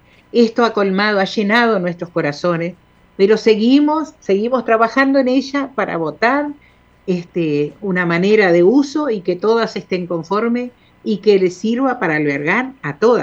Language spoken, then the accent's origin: Spanish; Bella Unión, Artigas, Uruguay; Acá somos contramarcha y no somos de Artigas, somos de Bella Unión. Aunque tengo gente muy querida en Artigas. Y somos bien uruguaya.